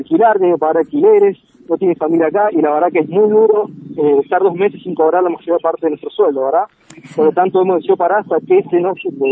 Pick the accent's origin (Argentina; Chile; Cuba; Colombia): Argentina; San Luis; yo soy de acá de San Luis, pero somos 2 o 3 nomás de San Luis